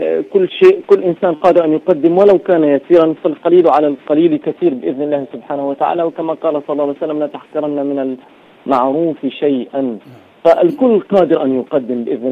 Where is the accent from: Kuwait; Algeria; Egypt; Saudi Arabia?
Saudi Arabia; Riyadh, Riyadh Province; now in Gaza, Palestine; أحيي هذه المدينة الكريمة التي عشت فيها كثيرا من عمري وسنين طفولتي